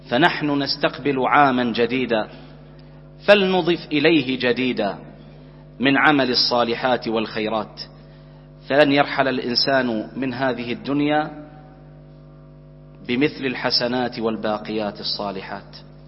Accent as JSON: {"language": "Arabic", "country": "Bahrain", "said": "اللهم احفظ بلدنا البحرين"}